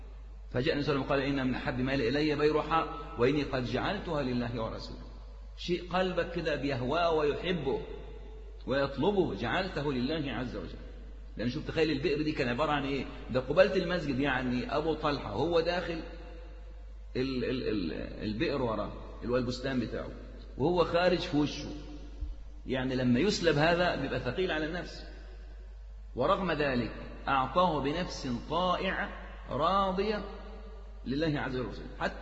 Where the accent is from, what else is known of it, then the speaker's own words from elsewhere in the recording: Egypt; برضو عندنا في مصر الوقف كان كثير جدا